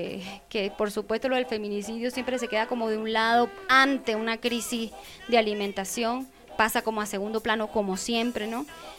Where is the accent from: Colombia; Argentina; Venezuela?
Venezuela; Guanare, Portuguesa; no tenemos cómo comunicarnos con Guanare, que es mi pueblo.